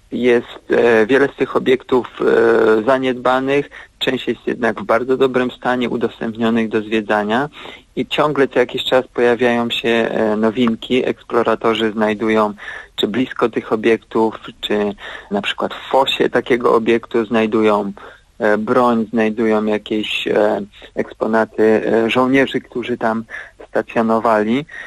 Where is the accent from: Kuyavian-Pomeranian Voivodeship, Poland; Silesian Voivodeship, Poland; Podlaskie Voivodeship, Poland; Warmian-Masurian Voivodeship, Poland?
Kuyavian-Pomeranian Voivodeship, Poland; odniósł się do moich rodzinnych stron, czyli do Kujawsko-Pomorskiego